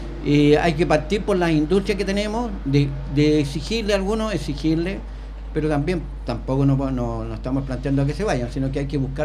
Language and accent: Spanish; Puente Alto, Santiago Metropolitan Region, Chile; yo nací acá en Puente Alto, me crié en Puente Alto, iba ahí a bañarme al pantano que estaba ahí al lado de la Volcanita